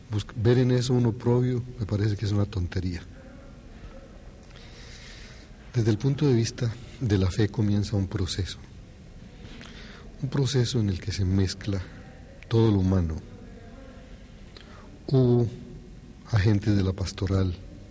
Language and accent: Spanish; Colombia; soy colombiano